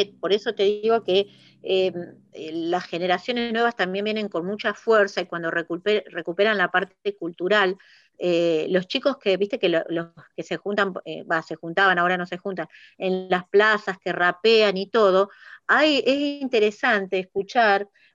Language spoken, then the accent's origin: Spanish; Hurlingham, Buenos Aires Province, Argentina; yo soy de Hurlingham, Silvia, y tenemos la escuela industrial de acá